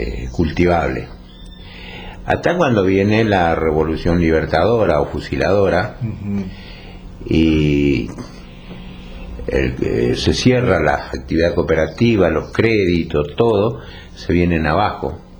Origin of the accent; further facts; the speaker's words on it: Chaco, Argentina; vida infantil surgió allá en el Chaco. Yo nací en el Impenetrable. Mi padre era... ellos eran agricultores.